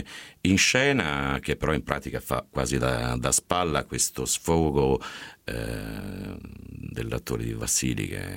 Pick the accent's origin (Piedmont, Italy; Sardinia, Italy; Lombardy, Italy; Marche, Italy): Piedmont, Italy; Turin; born there; now in Grottaglie, Italy; quindi molto lontano in realtà dalla mia città natale che è Torino